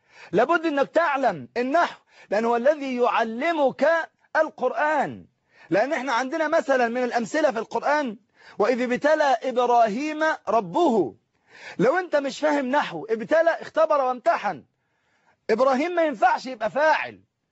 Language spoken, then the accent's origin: Arabic; Egypt; في كل مكان من بلادنا مصر الحبيبة